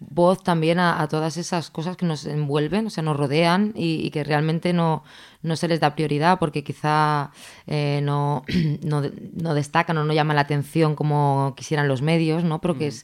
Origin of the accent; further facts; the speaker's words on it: Barcelona, Catalonia, Spain; Que somos de Barcelona, entonces también, exacto.